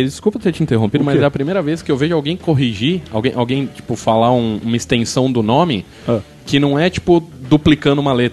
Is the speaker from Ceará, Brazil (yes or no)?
no; São Caetano do Sul, São Paulo, Brazil; tenho 34 anos, sou de São Caetano do Sul